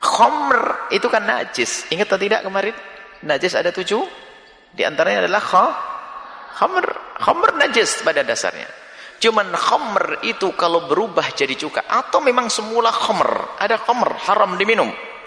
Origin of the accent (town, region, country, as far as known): Java, Indonesia